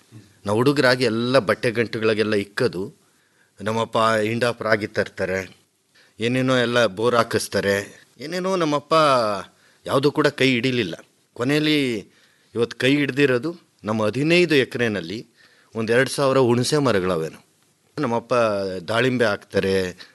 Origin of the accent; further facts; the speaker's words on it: Madhugiri, Karnataka, India; ನಾನು ಮೂಲತಃ ರಾಯಲ್ಸೀಮಾ ಕಡೆನು, ಮಧುಗಿರಿ, ಇದು ನಮ್ಮದು ಅರ್ಧ ಹೊಲ ಆಂಧ್ರ ಪ್ರದೇಶದಲ್ಲೈತೆ, ಇನ್ನರ್ಧ ಕರ್ನಾಟಕದಲ್ಲೈತೆ. ಬರೀ ಒಂದು 20-22 ಮನೆ ನಮ್ಮಲ್ಲಿ ಕನ್ನಡ ಮಾತಾಡೋದು, ಇನ್ನೆಲ್ಲ ತೆಲುಗು.